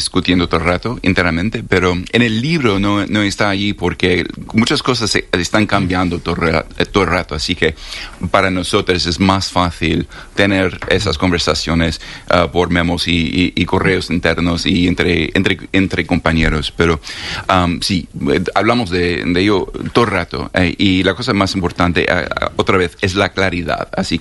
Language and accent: Spanish; New York, United States; also born or lived in Berlin, Germany; Y yo dije, soy de Nueva York.